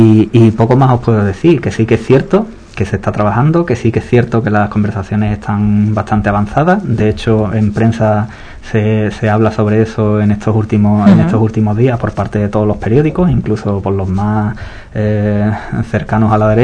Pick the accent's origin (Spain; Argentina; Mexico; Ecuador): Spain; nosotros somos españoles también